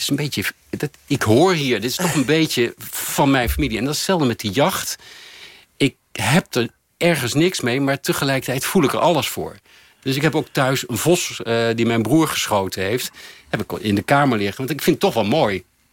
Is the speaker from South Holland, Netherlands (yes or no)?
yes; The Hague, South Holland, Netherlands; Want ik ben opgegroeid in Den Haag in een gewoon Haags gezin.